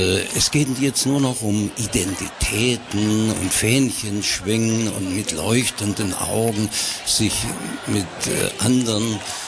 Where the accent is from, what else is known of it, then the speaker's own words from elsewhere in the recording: Germany; Und weil es im Reisepass drinsteht, musst du dann halt sagen, ich bin Deutscher.